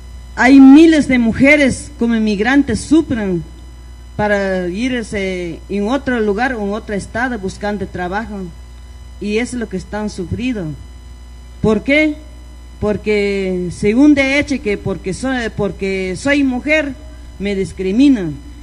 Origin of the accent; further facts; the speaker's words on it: Guatemala; moved away; Nosotras somos de Guatemala, pero estamos participando con un grupo de personas que gestiona la situación de problemas de migrantes.